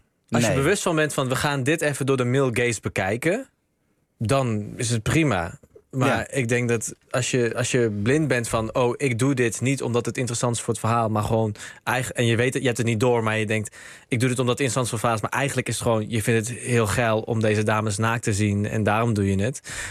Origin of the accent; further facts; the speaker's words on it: North Brabant, Netherlands; Ik kom uit Brabant.